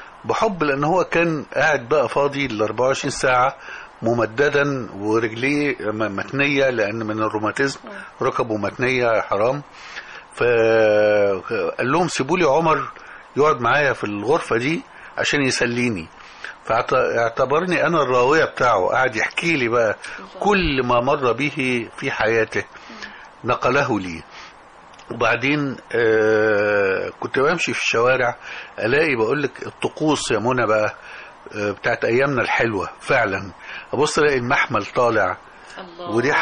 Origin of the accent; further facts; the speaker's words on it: Damanhur, Beheira, Egypt; كل دي أحياء موجودة في دمنهور، وأنا كنت من شبرا بالمناسبة. فاتولدت في هذا الجو